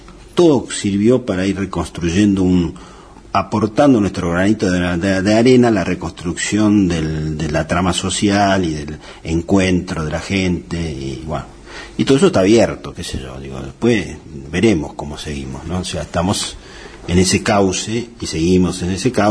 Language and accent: Spanish; San Martín, Buenos Aires Province, Argentina; born there; En realidad yo nací en San Martín, provincia de Buenos Aires. Y de ahí, cuando me casé, por primera vez, vine a vivir en Almagro. Después de ahí, tuve... Caminé por el mundo.